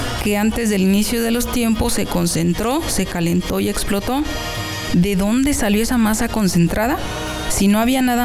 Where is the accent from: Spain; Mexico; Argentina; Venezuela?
Mexico; Nosotros como cultura mexicana, sin darnos cuenta, tenemos basada nuestra idiosincrasia en los mitos.